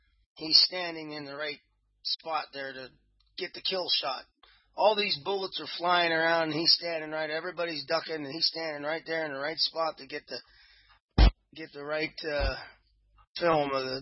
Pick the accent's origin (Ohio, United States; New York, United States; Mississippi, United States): Ohio, United States; Youngstown; born there; moved away; also born or lived in Southern California; Yeah, I was born in Youngstown. It's a good place to be born from.